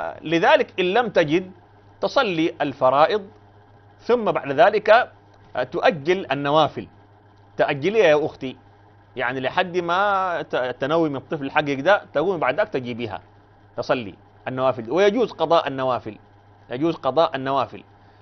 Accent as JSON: {"language": "Arabic", "country": "Sudan", "said": "دي عندنا في السودان بعيده ما يمكن اصلا يعني"}